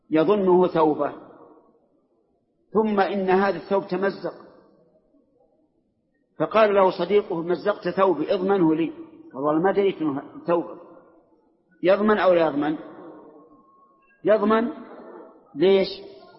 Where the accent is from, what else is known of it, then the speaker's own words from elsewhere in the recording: Saudi Arabia; وأنا سعودي، أنت مصري وأنا سعودي